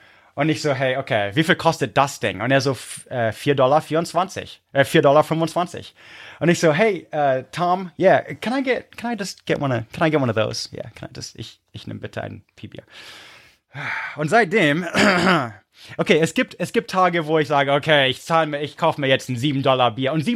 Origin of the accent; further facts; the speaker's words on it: Munich, Bavaria, Germany; also born or lived in Prague, Czech Republic; Ihr seid als Münchner Snob aufgewachsen, dann nochmal 10 Jahre Prag.